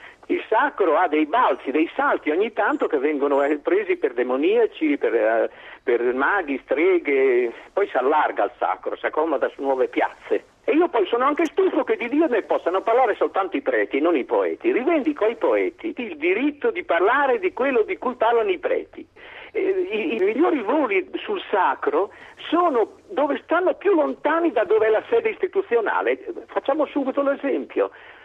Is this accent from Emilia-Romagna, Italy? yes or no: yes; Ferrara, Emilia-Romagna, Italy; Pensa nell'immagine, io sono di Ferrara. E stando da casa mia li vedevo prima nell'immaginazione